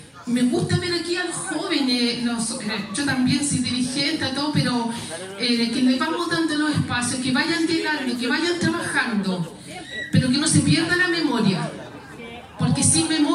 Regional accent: Peñalolén, Santiago Metropolitan, Chile; un cambio rotundo en la familia y en todo aquí Peñarolén, Lormida. Nosotros somos del Río de Abajo, Villa Yungay.

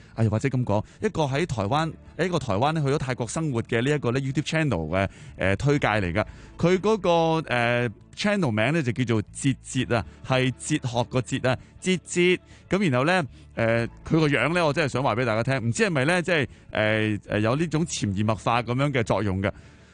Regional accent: Hong Kong

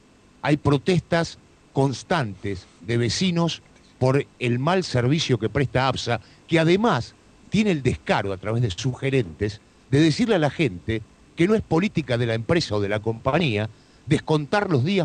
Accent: Buenos Aires, Argentina; born there; now in Partido de la Costa, Argentina; Mirá, no somos nosotros oriundos del Partido de la Costa. Uh-huh. Somos nacidos en la ciudad de Buenos Aires, todos los que integramos la radio.

